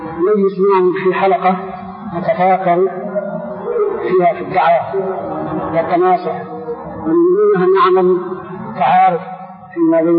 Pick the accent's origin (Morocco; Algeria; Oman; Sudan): Sudan; طيب عندنا في السودان